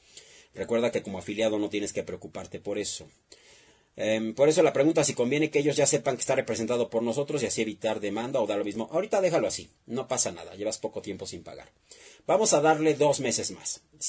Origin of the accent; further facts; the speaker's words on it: Mexico; Es una chamba de todos nosotros como mexicanos.